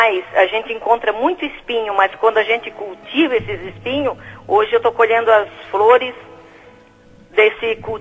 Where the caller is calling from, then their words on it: Xaxim, Santa Catarina, Brazil; Falo do Xaxim.